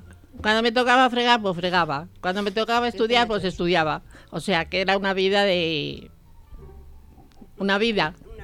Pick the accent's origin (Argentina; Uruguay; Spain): Spain; Madrid, Community of Madrid; Tampoco soy de pueblo, soy de Madrid, nacida en Cuatro Caminos.